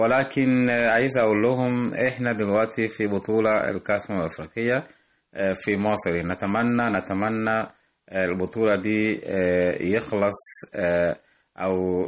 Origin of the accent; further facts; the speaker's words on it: Tanzania; من تنزانيا